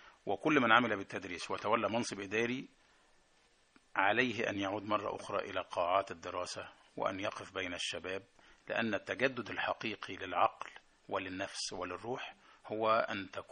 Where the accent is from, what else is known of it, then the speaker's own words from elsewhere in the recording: Egypt; moved away as an adult; وأنا أعتقد أنا يعني بحكم مصرياتي وثقافتي أضفت لهم الكثير